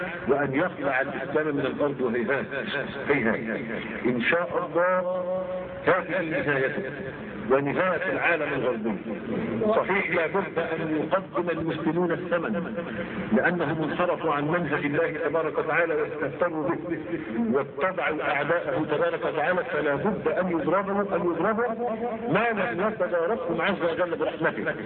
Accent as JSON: {"language": "Arabic", "country": "Egypt", "said": "خلي بالك بس مش احنا مصريين عارفين نفسيات بعض"}